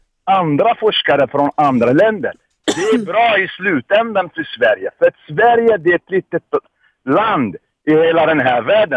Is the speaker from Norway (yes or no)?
no; Algeria; Swedish is a second language; also born or lived in France; now in Sweden; Jag kommer från Algeriet från början.